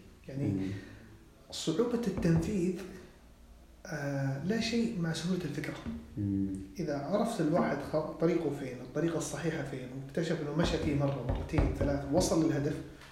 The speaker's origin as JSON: {"language": "Arabic", "country": "Saudi Arabia", "said": "إنه ما تتخذ الدور السائد اللي أنا سعودي معناته أنا اللي مجرد السعودي"}